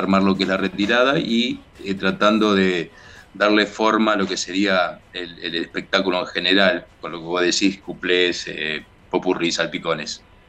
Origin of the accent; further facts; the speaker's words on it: Montevideo, Uruguay; Montevideo. Sí, de ahí aires puros, por esos lados.